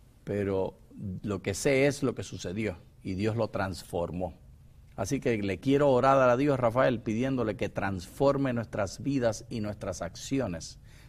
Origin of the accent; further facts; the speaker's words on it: Puerto Rico; que tú eres venezolano, que yo soy puertorriqueño